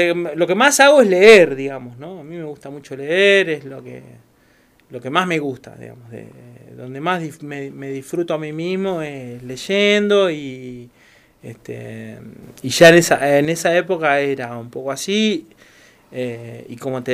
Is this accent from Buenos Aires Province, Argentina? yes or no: yes; Bahía Blanca, Buenos Aires Province, Argentina; moved away as an adult; Nacido y criado, a los 19 años me fui. A los 18 o 19, no me acuerdo. A La Plata. Me fui a estudiar y no volví nunca más.